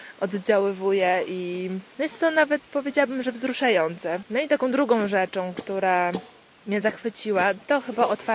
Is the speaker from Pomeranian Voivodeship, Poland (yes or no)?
yes; Gdynia, Pomeranian Voivodeship, Poland; moved away as an adult; now in Poznań, Poland; Ja jestem z Gdyni, ale mieszkam w Poznaniu od 7 lat, tam wyjechałam na studia.